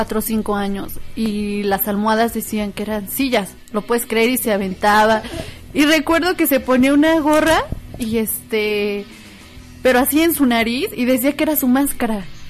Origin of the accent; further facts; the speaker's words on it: Pachuca, Hidalgo, Mexico; now in Tulancingo, Mexico; a veces piensan que soy de Tulancingo, pero no, soy originaria de Pachuca, pero resido en Tulancingo.